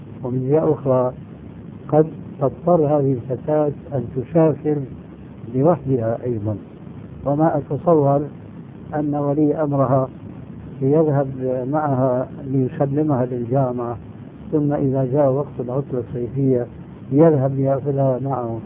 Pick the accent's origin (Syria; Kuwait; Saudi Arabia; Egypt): Syria; وكما يقولون عندنا في الشام بلطوا الفيرة